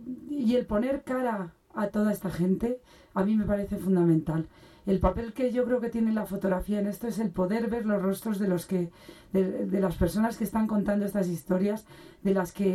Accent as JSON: {"language": "Spanish", "country": "Spain", "said": "escuchar historias de gente que las hubiera vivido en España, en mi país."}